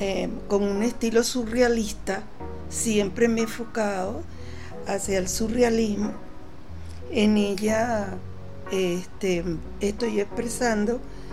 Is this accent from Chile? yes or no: no; Venezuela; Como artista venezolano, siempre hay un símbolo, ok, que me identifica como artista venezolana y por el amor a mi país.